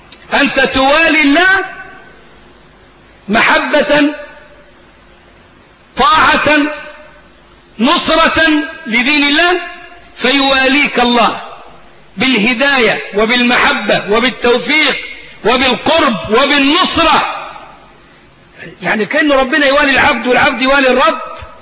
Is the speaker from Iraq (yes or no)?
no; Egypt; اهو دي حاجات من التخاريف الموجودة عندنا في الريف المصري.